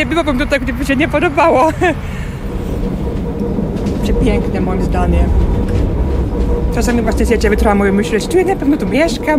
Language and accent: Polish; Central Finland, Finland; Polish is a second language; now in Gdańsk, Poland; Bo ja pochodzę z miasta w Finlandii, to jest taki w środkowej części, taki inland.